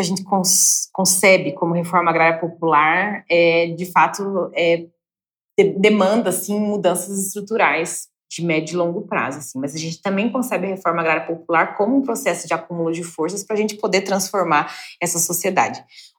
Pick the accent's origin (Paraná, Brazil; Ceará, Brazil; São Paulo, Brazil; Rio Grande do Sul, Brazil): Paraná, Brazil; que sou assentada no norte do Paraná. É um município de pouco mais de 13 mil famílias, é um assentamento de 40 famílias